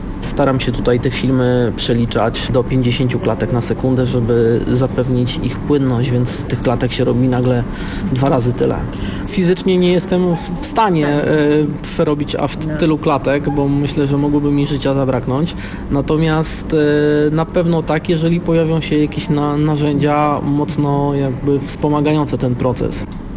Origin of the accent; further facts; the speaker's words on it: Warsaw, Masovian Voivodeship, Poland; born there; ponieważ jestem z Warszawy z urodzenia